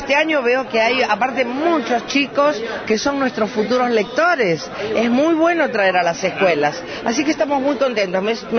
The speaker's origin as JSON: {"language": "Spanish", "town": "Trelew", "region": "Chubut", "country": "Argentina", "said": "Vengo de Trelew."}